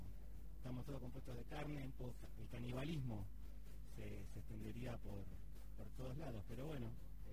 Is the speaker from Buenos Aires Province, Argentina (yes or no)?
yes; Bahía Blanca, Buenos Aires Province, Argentina; de Bahía Blanca